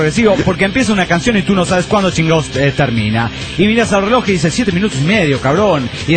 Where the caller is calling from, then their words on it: Trujillo, La Libertad, Peru; de Trujillo, Perú.